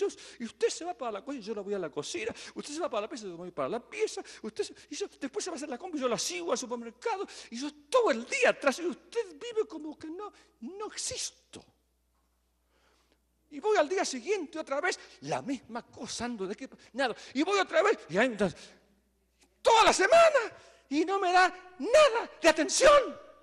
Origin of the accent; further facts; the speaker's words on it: Argentina; now in Guatemala; En vez de ser guatemalteco, soy argentino, pero no tengo la culpa, que yo nací allá